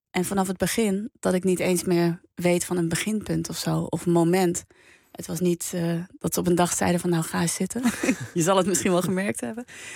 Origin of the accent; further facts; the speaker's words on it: Hendrik-Ido-Ambacht, South Holland, Netherlands; ik ben opgegroeid in Hendrik-Ido-Ambacht. Nou ja, dat is een vrij wit dorp.